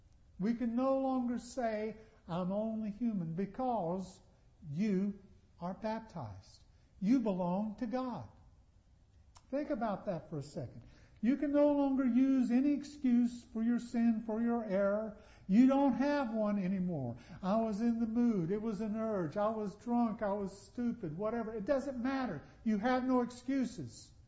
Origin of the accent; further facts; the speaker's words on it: Charlotte, North Carolina, United States; born there; And I would say, well, I was born in Charlotte, here in North Carolina.